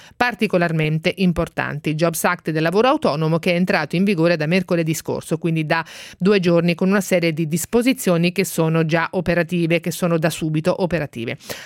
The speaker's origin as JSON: {"language": "Italian", "region": "Marche", "country": "Italy", "said": "io sono marchigiana personalmente"}